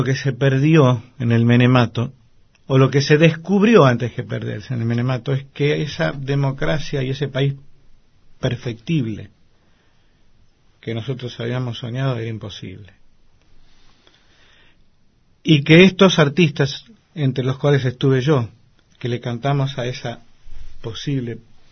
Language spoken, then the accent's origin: Spanish; Paso del Rey, Buenos Aires Province, Argentina; Soy un pibe de Paso del Rey, porque no puedo decir que tengo recuerdos especiales de Montserrat, pero sí los tengo de Paso del Rey.